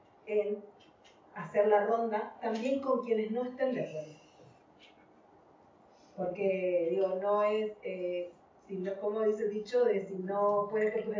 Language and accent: Spanish; Chaco, Argentina; now in Spain; Yo vengo de Argentina, el norte de Argentina, que sufre extractivismo todo el tiempo. Bueno, vengo de Chaco, que tiene como el último bosque nativo y que está siendo explotado.